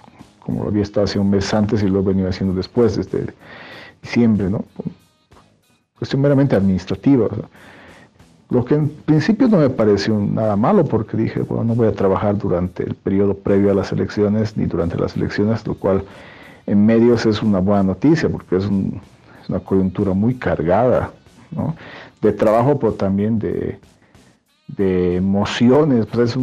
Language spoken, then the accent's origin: Spanish; Bolivia; me interesa como boliviano